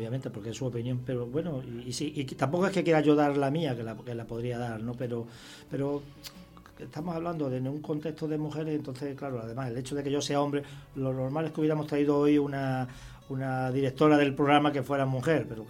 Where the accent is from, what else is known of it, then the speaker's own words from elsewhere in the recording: Extremadura, Spain; Bueno, en Extremadura, yo soy extremeño, es la fregona